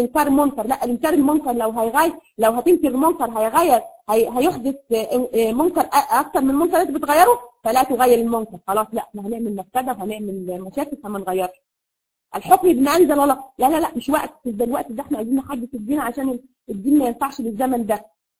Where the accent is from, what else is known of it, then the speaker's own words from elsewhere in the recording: Egypt; زي ما بيقولوا عندنا في مصر كده الممنوعات